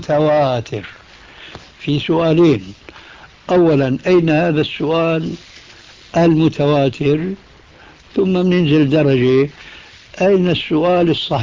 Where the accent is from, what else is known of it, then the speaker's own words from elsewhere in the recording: Syria; كما يقولوا عندنا في الشام من فوق الأساطيح